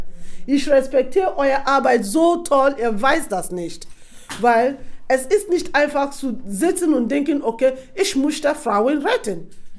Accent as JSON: {"language": "German", "town": "Nembe", "region": "Bayelsa", "country": "Nigeria", "second_language": "German", "moved": "yes", "lives_now": "Germany", "said": "ich erkläre ein bisschen, von wo ich herkomme. Ich komme aus einem Ort namens Nembe."}